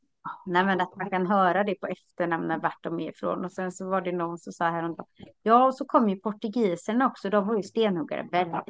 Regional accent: Sweden; Fastän jag är från Sverige så är det min svärfar som kommer från Italien.

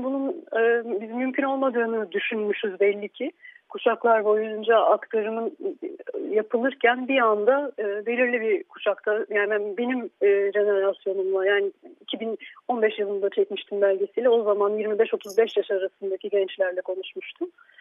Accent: Istanbul, Turkey; born there; İstanbul'da doğdum. Saint Joseph Lisesi'nden mezun oldum. Sonra hukuk fakültesini bitirdim.

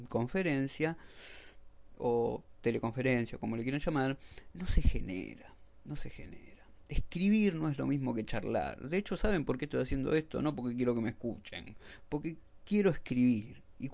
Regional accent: Argentina; Yo soy argentino

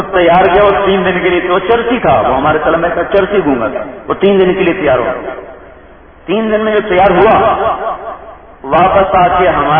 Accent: Punjab, Pakistan; ایک جماعت آئی ہمارے تلمبا، ہمارا ساتھی آپ کے گاؤں قصبہ ہے، ساتھ میرا گاؤں ہے

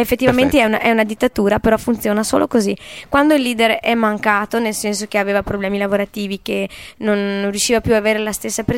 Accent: Codigoro, Emilia-Romagna, Italy; now in Villa del Bosco, Italy; Io sono originaria della provincia di Ferrara. Codigoro, ciao a tutti i codigoresi all'ascolto. Però abito in un altro grandissimo paese, famosissimo, che è Villa del Bosco, che è poco distante da Piove di Sacco.

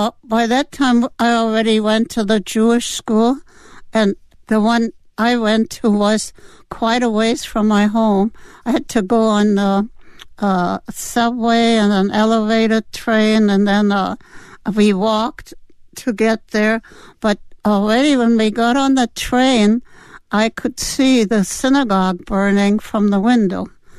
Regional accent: Berlin, Germany; I grew up in Berlin, Germany, and my father owned his own business.

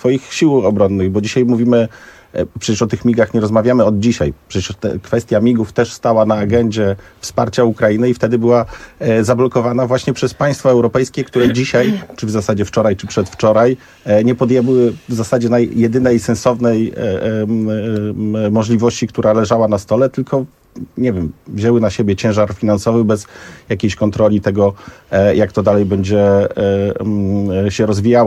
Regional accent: Malbork, Pomeranian Voivodeship, Poland; ja akurat tak się składa, że jestem z Malborka

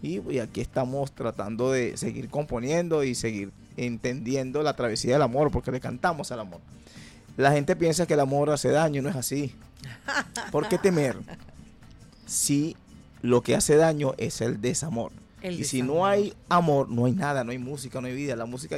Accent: Higuerote, Miranda, Venezuela; now in Caracas, Venezuela; eso lo hice en mi pueblo querido, de Higuerote.

